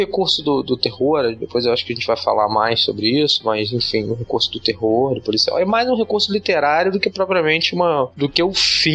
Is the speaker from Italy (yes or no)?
no; Rio de Janeiro, Brazil; eu nasci em Jacarepaguá, que é um bairro que na época que eu nasci em 76, era um bairro bem quase rural, né? Um bairro bem isolado. Eu cresci em casa, num condomínio fechado, assim, na beira da mata.